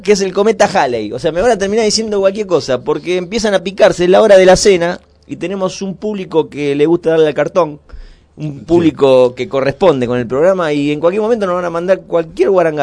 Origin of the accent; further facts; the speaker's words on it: Pilar, Buenos Aires Province, Argentina; Yo soy de Pilar. No soy de acá de la zona, soy de Pilar.